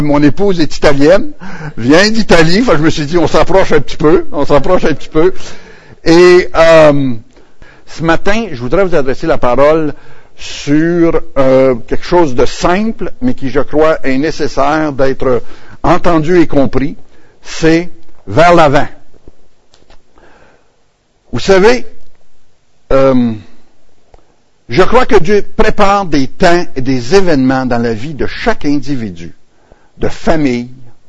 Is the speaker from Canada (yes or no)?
yes; Quebec, Canada; Je suis natif de l'Abitibi, région minière. C'est à l'autre bout.